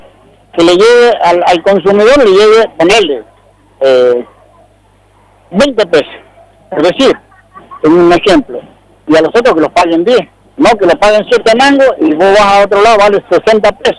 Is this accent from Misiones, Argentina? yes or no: no; Maipú, Mendoza, Argentina; yo soy chacarero, somos hortícolas, la mayoría de las familias somos hortícolas y somos del departamento de Maipú.